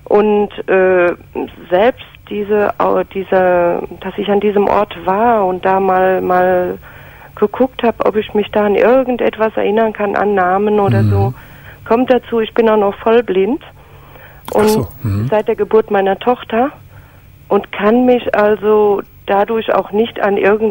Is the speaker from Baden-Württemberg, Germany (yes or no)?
no; Rhineland-Palatinate, Germany; In der Pfalz.